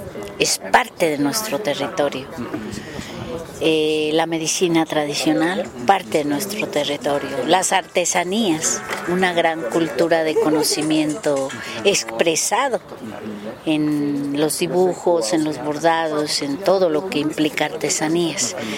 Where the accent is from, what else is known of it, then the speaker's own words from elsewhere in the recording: Cherán, Michoacán, Mexico; allá en mi tierra, en Cherán, en Michoacán, en la cultura purépecha